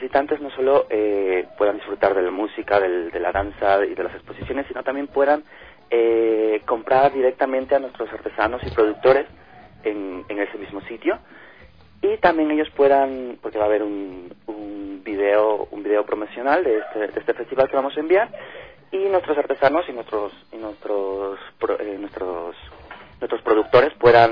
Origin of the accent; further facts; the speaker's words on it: Ecuador; also born or lived in Spain; Yo he vivido casi toda mi vida fuera, pues más con España, pero soy ecuatoriano, amo mi país y hemos estado luchando por extender nuestra cultura allí. Y ahora hemos vuelto, junto con mi familia, hace muy poquitos meses